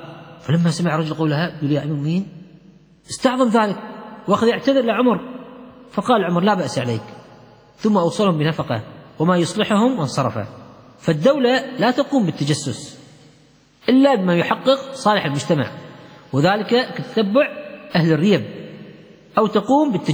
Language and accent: Arabic; Kuwait; لا عيب عندنا في الكويت.